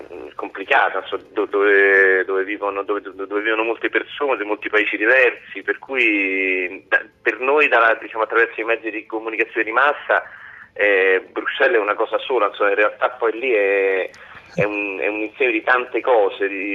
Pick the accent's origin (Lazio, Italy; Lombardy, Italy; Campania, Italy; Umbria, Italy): Lazio, Italy; Rome; Io sono romano